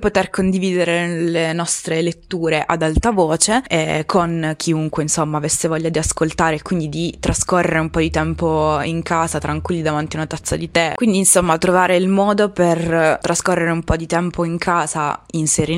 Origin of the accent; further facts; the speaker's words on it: Apulia, Italy; now in Bologna, Italy; ero in chat con i miei amici del mio paese d'origine, perché sono pugliese, anche se vivo a Bologna da 4 anni oramai.